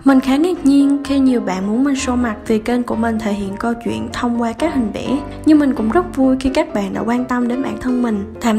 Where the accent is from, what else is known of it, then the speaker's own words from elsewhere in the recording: Kon Tum, Vietnam; Mình sinh ra và lớn lên ở Kon Tum.